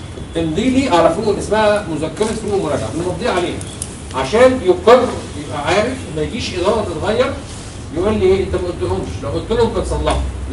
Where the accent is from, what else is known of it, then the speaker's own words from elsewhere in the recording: Egypt; أو العرف عندنا في مصر إن هو بيعمل تسويات،